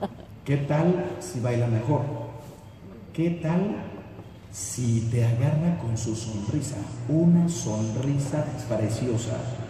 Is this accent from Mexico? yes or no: yes; Mexico; Yo soy mexicano.